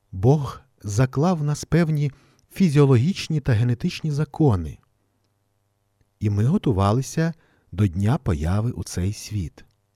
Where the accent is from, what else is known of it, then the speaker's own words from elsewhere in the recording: Ostroh, Rivne Oblast, Ukraine; в моєму рідному Острозі